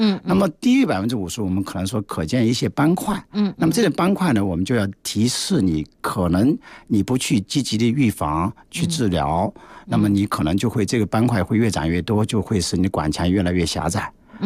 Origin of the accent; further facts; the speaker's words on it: China; 说肥胖，是我们中国人死亡的第五大因素之一吧